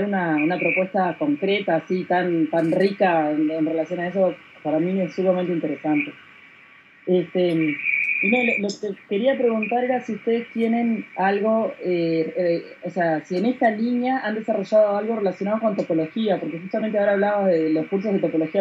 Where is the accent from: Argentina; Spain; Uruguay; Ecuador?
Uruguay; soy de Uruguay.